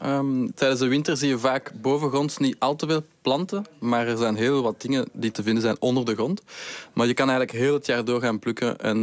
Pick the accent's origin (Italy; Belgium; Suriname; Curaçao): Belgium; Brussels, Brussels-Capital Region; Ik ben afkomstig uit Brussel. Ik kende niets van planten.